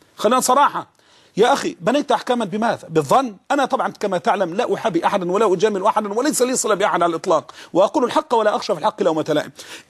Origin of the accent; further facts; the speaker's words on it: Egypt; احنا عندنا في السواد الاعظم عندنا في مصر بطالة اختيارية